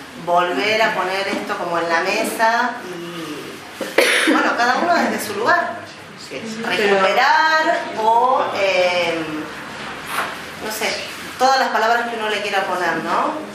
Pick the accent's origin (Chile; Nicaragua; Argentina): Argentina; Buenos Aires; soy de Buenos Aires, pero igual mis ancestros eran iguales a ustedes